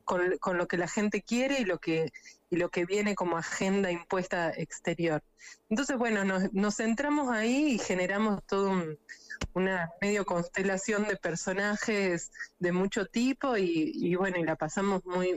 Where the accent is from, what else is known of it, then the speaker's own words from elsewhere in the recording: Salta, Argentina; also born or lived in Buenos Aires; yo soy salteña, estudié cine en la Universidad de Buenos Aires, en imagen y sonido, diseño de imagen y sonido